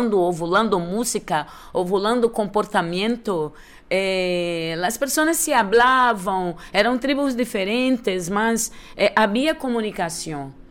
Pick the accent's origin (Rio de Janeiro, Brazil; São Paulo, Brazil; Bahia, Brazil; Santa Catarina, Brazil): Rio de Janeiro, Brazil; Dancing Meyer, que é no Meyer, de onde vim. Minhas raízes estão no subúrbio do Rio de Janeiro.